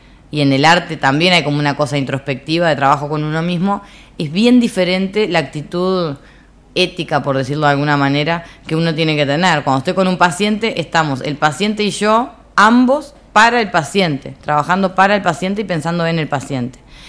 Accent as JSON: {"language": "Spanish", "region": "Montevideo", "country": "Uruguay", "tie": "born there", "said": "yo nací en Montevideo, adoro esta ciudad"}